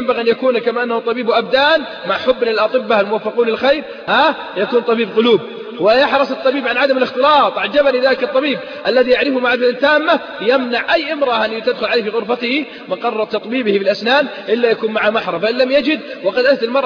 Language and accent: Arabic; Al-Qassim, Saudi Arabia; عندنا في القصيم يقول مالي شغل